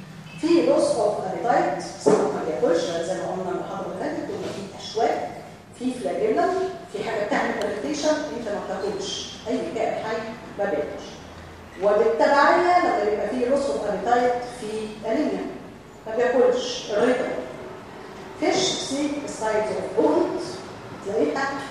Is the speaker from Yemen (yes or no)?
no; Egypt; لكن هنا عندنا في مصر